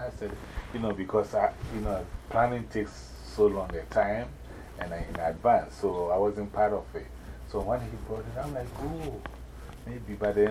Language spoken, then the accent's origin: English; Ghana; also born or lived in New York, United States; Now me, I'm an ambassador. One, for myself, Ghana, the Percussive Art Society, and Africa. And I moved from New York, so I'm also an ambassador for New York.